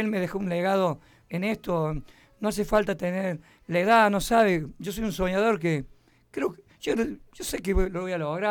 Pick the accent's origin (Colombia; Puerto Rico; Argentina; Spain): Argentina; La Finur; born there; Yo nací en La Finur un 27 de agosto. No me acuerdo del año, ¿viste? Pero nací en la misma casa.